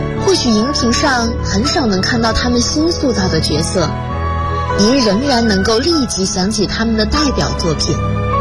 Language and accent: Chinese; Xuzhou, Jiangsu, China; 来自江苏徐州。我在南京大学，距离我的家乡344.1公里。